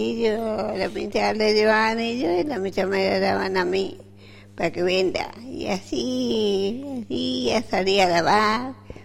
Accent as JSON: {"language": "Spanish", "town": "Villa Llanquín", "region": "Río Negro", "country": "Argentina", "tie": "born there", "said": "De Costa de May, Villa Yanquín."}